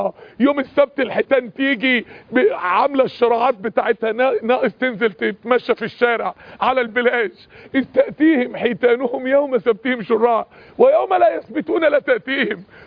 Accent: Mansoura, Dakahlia, Egypt; يعني احد الشباب عندنا في المنصورة

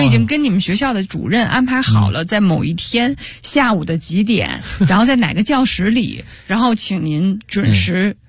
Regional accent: Beijing, China; 我是从小在故宫里长大的，我的幼儿园是在故宫上的。

